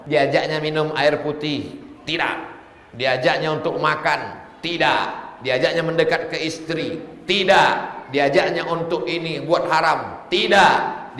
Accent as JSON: {"language": "Indonesian", "region": "West Sumatra", "country": "Indonesia", "said": "Saya orang Minang, punya anak laki-laki dan perempuan."}